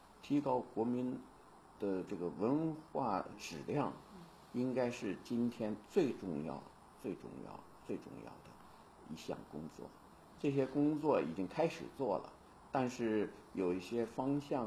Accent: China; born there; moved away as an adult; 连包括像我这样的出生在中国的人到了海外，回到中国，就觉得非常非常大的这个发展是令人震惊的

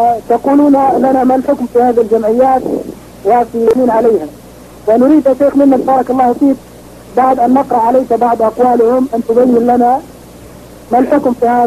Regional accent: Palestine; نحن شباب من فلسطين.

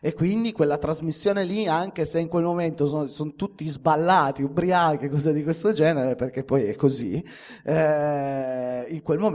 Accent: Turin, Piedmont, Italy; perché in questo caso è nazionale, perché io sono di Torino, è nazionale

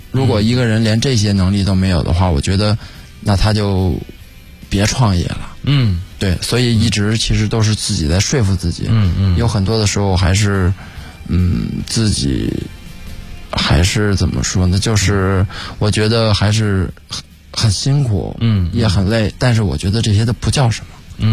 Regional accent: Beijing, China; 其实我觉得反正我觉得因为我是北京人嘛

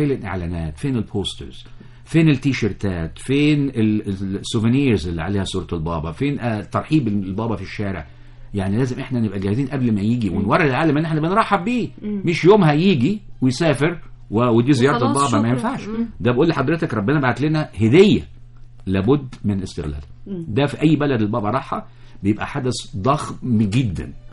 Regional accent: Egypt; مصر ليها سحر احنا يا مصريين مش مدركينه.

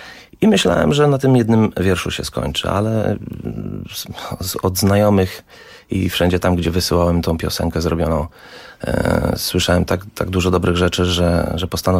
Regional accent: Warsaw, Masovian Voivodeship, Poland; moved away; Wyjechałem, tak jak mówię, 16 lat temu i już od pierwszych miesięcy tęskniłem za Warszawą. Jestem z Warszawy przede wszystkim.

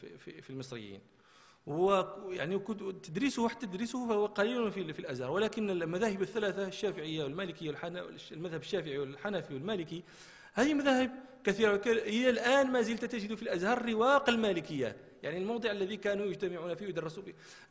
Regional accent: Marrakesh, Marrakesh-Safi, Morocco; احنا كان عندنا في مراكش شاعر مشهور

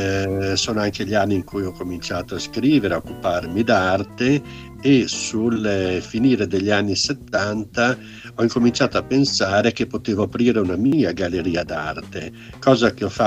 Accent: Bologna, Emilia-Romagna, Italy; Sì, io sono bolognese

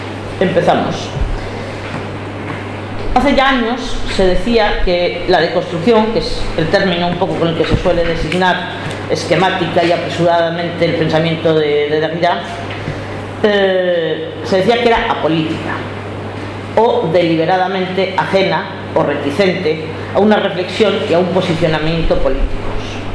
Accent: Spain; vengo del Estado español

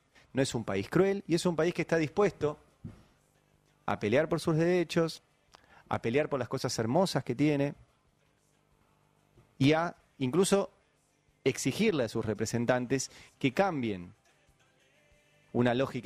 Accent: Argentina; Digo, yo soy argentino, formo parte

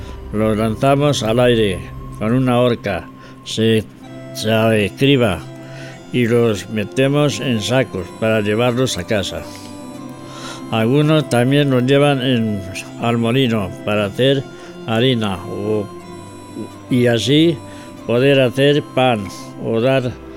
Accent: San Juan de la Nava, Castile and León, Spain; Bienvenido al programa Sanjuaniego, donde hablamos de las historias y costumbres de mi pueblo, San Juan de la Nava. Un pequeño pueblo de unos 300 habitantes, situado en la provincia de Ávila, a 30 kilómetros de la ciudad.

